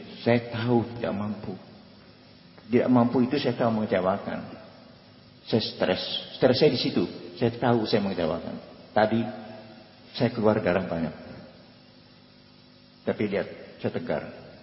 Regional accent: Indonesia; born there; saya lahir di Indonesia, jadi anak Indonesia.

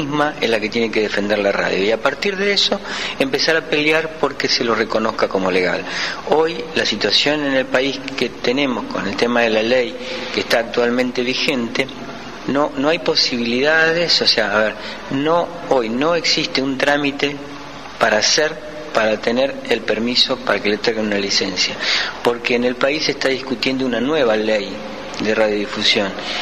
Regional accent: Rosario, Santa Fe, Argentina; vengo de la ciudad de Rosario

